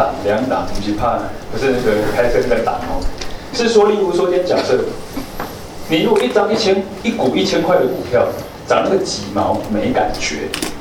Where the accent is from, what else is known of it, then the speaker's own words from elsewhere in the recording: Taiwan; 但是我们台湾人心脏比较弱，